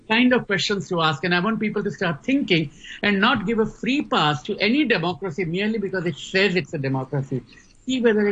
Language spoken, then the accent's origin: English; Gujarat, India; first language Gujarati; English is a second language; No, but I'm writing a book about Gujaratis. Now, that's my mother tongue.